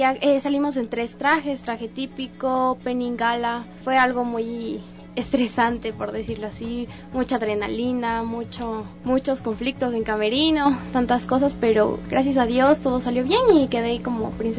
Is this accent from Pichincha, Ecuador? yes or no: yes; Quito, Pichincha, Ecuador; Soy de Quito aquí, ajá.